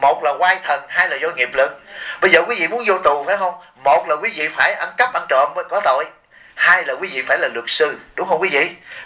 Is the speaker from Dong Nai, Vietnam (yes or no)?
yes; Bien Hoa, Dong Nai, Vietnam; tôi cũng là dân Biên Hòa